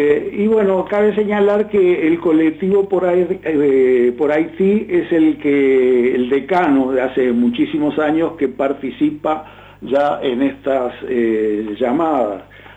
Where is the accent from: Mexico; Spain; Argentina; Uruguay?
Uruguay; ¿quiénes somos, los uruguayos o las petroleras?